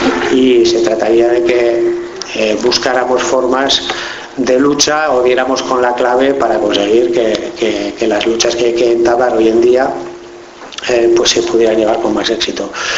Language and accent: Spanish; Pamplona, Navarre, Spain; Yo vengo de Pamplona